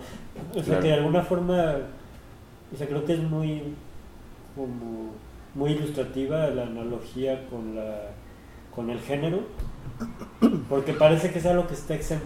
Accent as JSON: {"language": "Spanish", "town": "Tijuana", "region": "Baja California", "country": "Mexico", "tie": "born there", "said": "por qué nací en Tijuana y no en San Diego"}